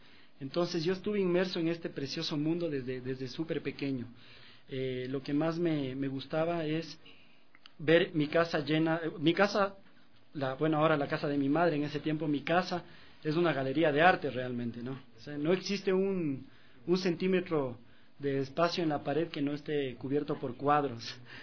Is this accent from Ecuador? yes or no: yes; Riobamba, Chimborazo, Ecuador; also born or lived in Quito; yo soy un riobambeño nacido en Quito, porque a los 2 años de edad yo me fui a vivir a Riobamba, a mi querida Riobamba. Sí, estuve ahí desde los 2 años de edad, más o menos, hasta los 18 años.